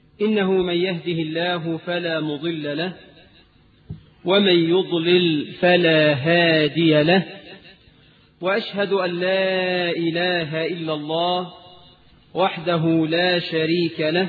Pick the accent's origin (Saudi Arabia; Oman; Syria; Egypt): Egypt; اللهم اجعل بلدنا مصر آمنة مطمئنة